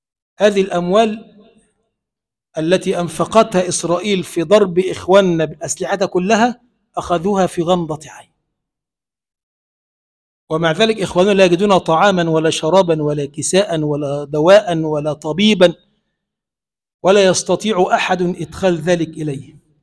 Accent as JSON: {"language": "Arabic", "country": "Egypt", "said": "اللهم اجعل بلدنا مصر بلدا آمنا مطمئنا سخاء رخاء، وسائر بلاد المسلمين."}